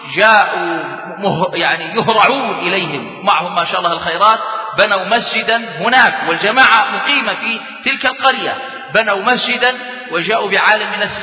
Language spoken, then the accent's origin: Arabic; Jordan; الشيخ يعرف رجلا عندنا في الأردن